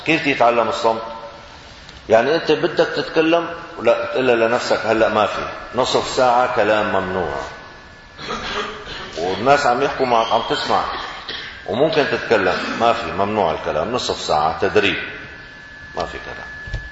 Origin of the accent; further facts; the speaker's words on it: Syria; moved away; يعني انا خرجت من سوريا عام 1980 ميلادي، عام 1400 هجري، كان ما بنعرف شيء اسمه مانجا بسوريا